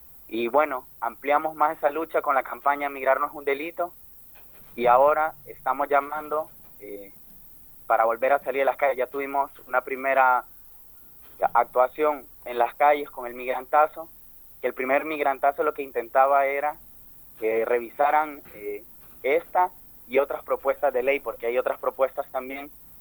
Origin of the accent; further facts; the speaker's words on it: El Salvador; Yo también ando por ahí, que soy salvadoreño.